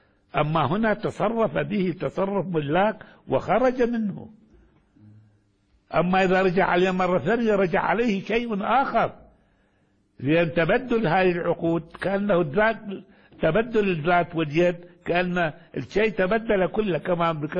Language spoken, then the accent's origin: Arabic; Baghdad, Baghdad Governorate, Iraq; ولذلك كانت عندنا في بغداد مثلا